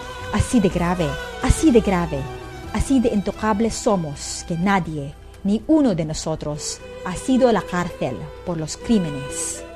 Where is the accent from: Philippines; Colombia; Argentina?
Philippines; Calabarzon; Vengo de una familia de una dinastía política, como si dijéramos. Somos los reyes de Cavite.